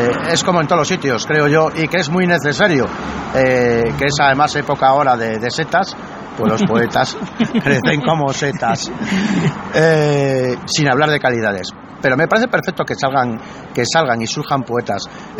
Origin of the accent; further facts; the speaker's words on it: León, Castile and León, Spain; vengo desde León a disfrutar de este tercer encuentro de poetas